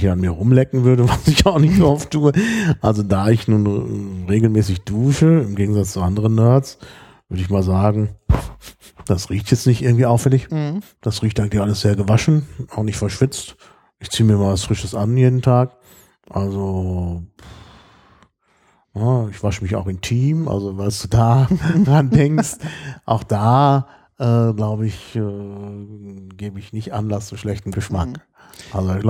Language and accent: German; Berlin, Germany; Deshalb würde ich auf jeden Fall sagen, ich komme aus Berlin.